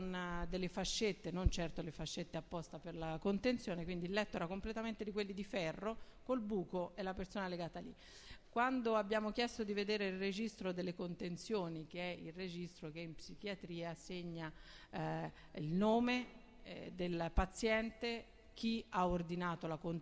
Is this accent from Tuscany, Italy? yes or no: yes; Tuscany, Italy; io che sono toscana